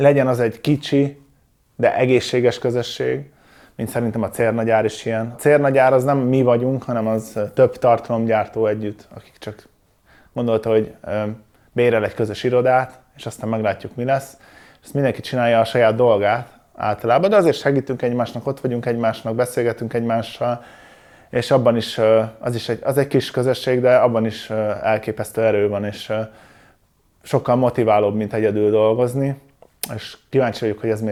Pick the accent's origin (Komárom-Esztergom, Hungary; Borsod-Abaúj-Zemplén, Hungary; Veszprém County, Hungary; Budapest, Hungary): Komárom-Esztergom, Hungary; Szomor; Szomoron nőttem fel, ez egy kis falu.